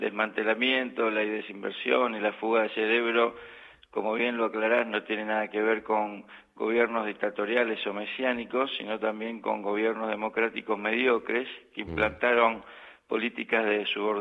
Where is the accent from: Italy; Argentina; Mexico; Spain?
Argentina; moved away as an adult; now in Göttingen, Germany; Como científico argentino, no sé lo que es ir a buscar trabajo en el exterior, siempre me fui contratado